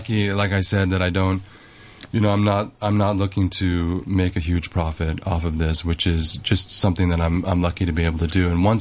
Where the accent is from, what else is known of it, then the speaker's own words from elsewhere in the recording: New York, United States; also born or lived in Hong Kong; I was born in New York.